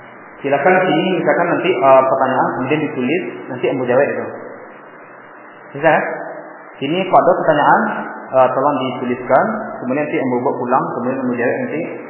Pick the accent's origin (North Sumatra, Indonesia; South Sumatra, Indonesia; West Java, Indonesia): North Sumatra, Indonesia; Medan; Baknya sebab-bab orang-orang di kampung kami di Medan ya.